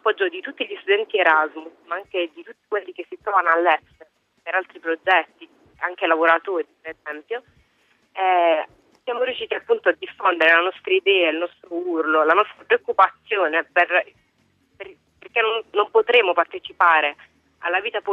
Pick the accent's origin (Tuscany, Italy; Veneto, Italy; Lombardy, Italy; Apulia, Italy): Apulia, Italy; now in Durham, United Kingdom; Io sono pugliese, sto studiando vicino a Newcastle, a Durham.